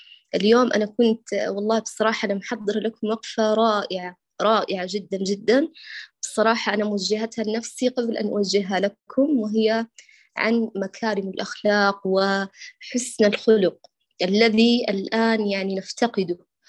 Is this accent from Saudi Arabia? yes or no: yes; Mecca, Makkah Province, Saudi Arabia; born there; والله اشتقت لمكة، هي مسقط رأسي والمكان الذي ولدت فيه، ولكن حاليا أنا في الجنوب بين أبها وخميس مشيب